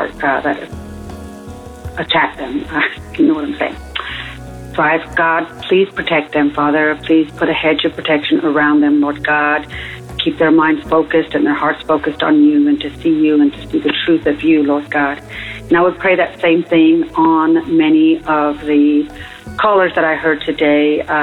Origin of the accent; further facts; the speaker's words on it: Amarillo, Texas, United States; I'm from Amarillo, Texas. I call every now and again, not as much as I ought.